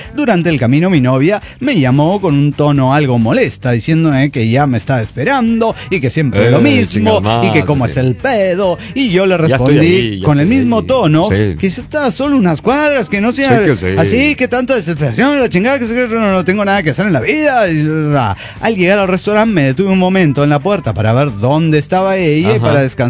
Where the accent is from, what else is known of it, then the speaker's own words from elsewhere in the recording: Mexico City, Mexico; del DF mexicano.